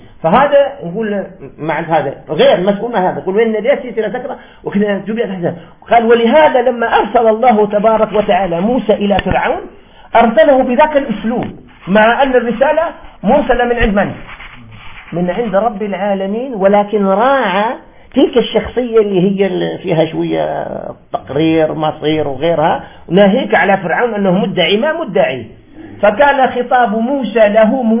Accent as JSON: {"language": "Arabic", "country": "Algeria", "said": "وهذا الوجهاء في هذا الزمان ما بقاوش عندنا في الجزائر"}